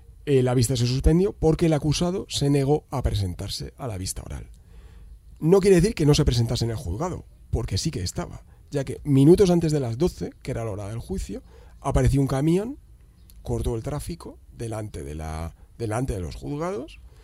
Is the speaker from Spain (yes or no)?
yes; Madrid, Community of Madrid, Spain; ¿Por qué estoy hablando del País Vasco, si somos de Madrid?